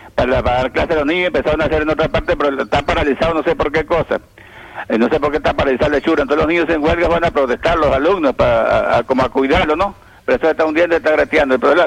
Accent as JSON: {"language": "Spanish", "town": "Chiguará", "region": "Mérida", "country": "Venezuela", "said": "Sí, yo soy chiguarero."}